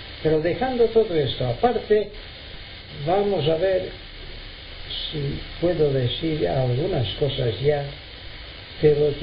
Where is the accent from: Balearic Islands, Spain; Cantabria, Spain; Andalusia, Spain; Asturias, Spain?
Balearic Islands, Spain; Palma; also born or lived in Inca; Bueno, soy mallorquín, he nacido en Inca, desde niño resido en Palma.